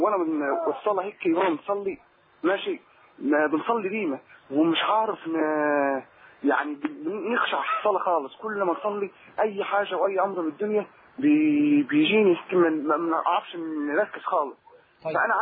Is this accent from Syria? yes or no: no; Egypt; now in Libya; أنا مصري وقاعد في ليبيا